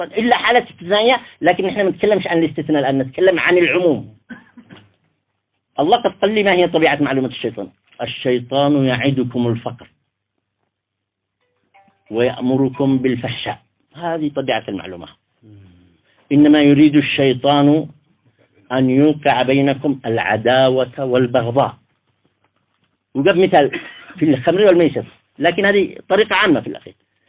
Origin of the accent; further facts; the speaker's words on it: Taiz Governorate, Yemen; حتى مع لهجتنا نحن أصحاب الحجرية